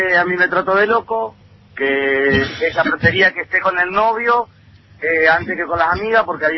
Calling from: Paraná, Entre Ríos, Argentina; camionero de Paraná Entre Ríos.

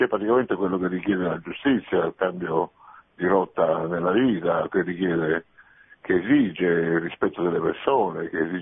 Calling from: Rome, Lazio, Italy; da Roma, padre.

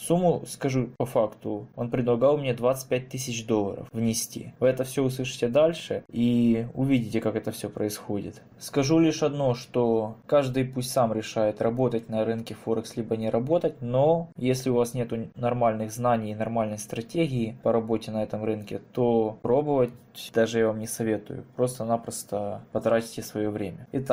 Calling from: Vinnytsia, Vinnytsia Oblast, Ukraine; я Винница, город, Винницкая область.

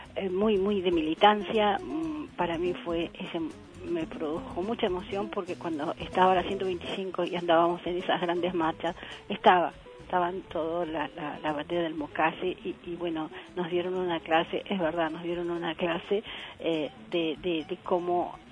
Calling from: Talar, Buenos Aires Province, Argentina; de Talar.

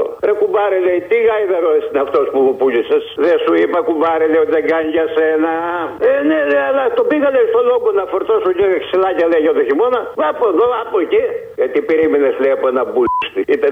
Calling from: Kallithea, Attica, Greece; είμαι από την Καλλιθέα, ρε.

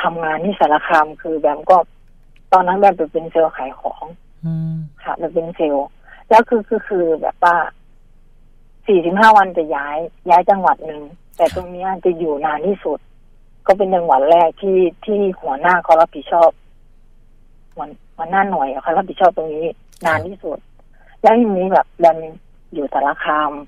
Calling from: Khon Kaen, Thailand; ก็โทรมาจากขอนแก่นนะคะ

